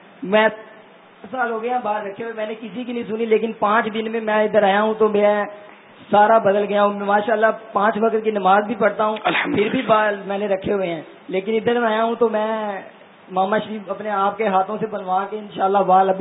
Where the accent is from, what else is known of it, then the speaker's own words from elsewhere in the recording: Lahore, Punjab, Pakistan; میں لاہور سے آیا ہوں مدنی قافلے کے ساتھ 10 دن کے اعتکاف کے لیے.